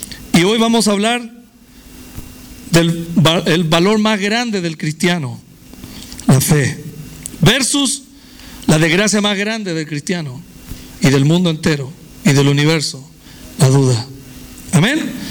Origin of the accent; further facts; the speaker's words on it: Viña del Mar, Valparaíso, Chile; born there; yo nací en la República de Chile, en Viña del Mar, gloria a Dios, donde se hace el Festival de Viña, ¿verdad?